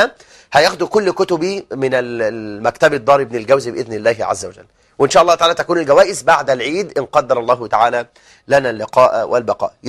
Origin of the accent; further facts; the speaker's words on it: Egypt; وأن يجعل بلدنا مصر سخاء رخاء